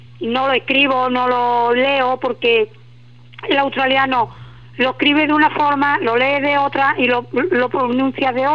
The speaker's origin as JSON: {"language": "Spanish", "region": "Andalusia", "country": "Spain", "said": "mi inglés es un poquito especial, porque como andaluza que soy, yo me como las palabras."}